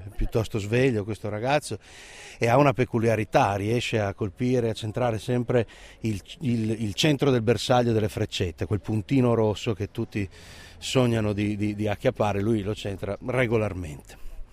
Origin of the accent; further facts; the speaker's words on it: Friuli-Venezia Giulia, Italy; il nostro, parlo da friulano, il nostro reale rapporto con quella bevanda